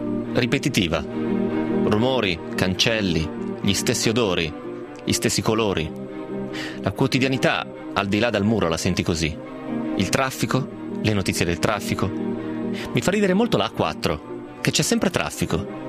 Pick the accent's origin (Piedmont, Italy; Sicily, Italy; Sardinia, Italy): Piedmont, Italy; Romentino; io sono di Romentino, e quindi o mi viene in mente il Ticino o mi viene in mente la Valsesia.